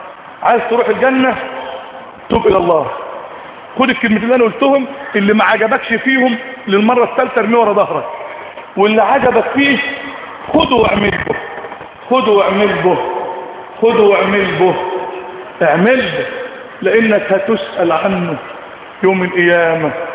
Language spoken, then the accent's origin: Arabic; Egypt; اللهم اجعل بلدنا مصر سقاء رخاء في سعة ورغد من العيش